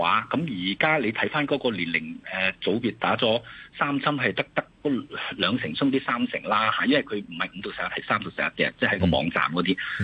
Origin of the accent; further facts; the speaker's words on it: Hong Kong; 其實我哋香港人喺二三四月個 BA 一、BA 二已經係燒咗我哋大概五六百萬人噶啦